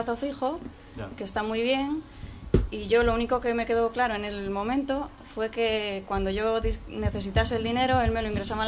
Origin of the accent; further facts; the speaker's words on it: Cantabria, Spain; yo soy afectada de Caja Cantabria, ahora Liberbank, Carcelbank para nosotros. Soy de Vega de Paz